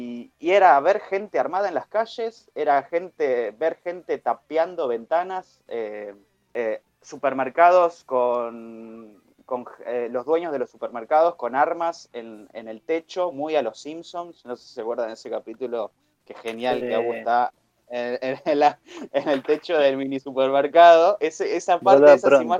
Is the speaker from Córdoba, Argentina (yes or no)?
no; Claypole, Buenos Aires Province, Argentina; yo soy de Don Orione, un barrio de Claypole